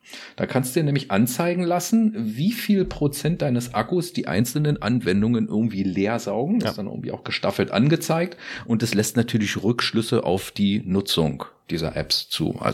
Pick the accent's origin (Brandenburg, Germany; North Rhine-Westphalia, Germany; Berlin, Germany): Berlin, Germany; als Berliner kannst du ja nirgendwo mal hin